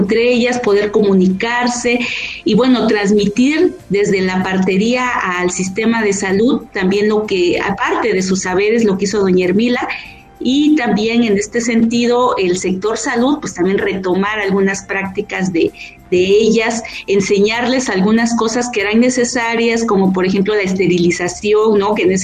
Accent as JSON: {"language": "Spanish", "town": "Miahuatlán de Porfirio Díaz", "region": "Oaxaca", "country": "Mexico", "said": "en un pueblo de donde yo soy, en Miahuatlán de Porfirio Díaz, Oaxaca"}